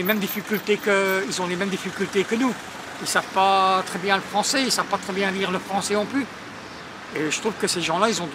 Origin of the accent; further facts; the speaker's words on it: Tubize, Wallonia, Belgium; born there; j'ai 55 ans et je suis né à Tubize.